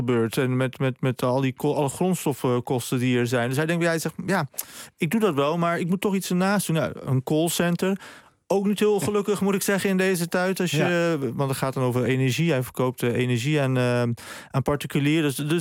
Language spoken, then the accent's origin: Dutch; Netherlands; Want dan vroegen mensen op straat, waar kom je vandaan? En zeiden we Nederland.